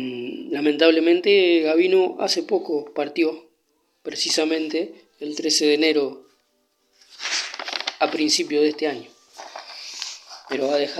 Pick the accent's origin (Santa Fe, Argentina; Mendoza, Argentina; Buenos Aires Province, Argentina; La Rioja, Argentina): Santa Fe, Argentina; nuestra provincia, Santa Fe, digo nuestra porque soy santafesino.